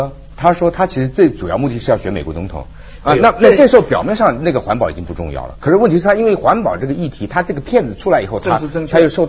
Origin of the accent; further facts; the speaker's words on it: Taiwan; 我们基本上在那个地方土生土长的，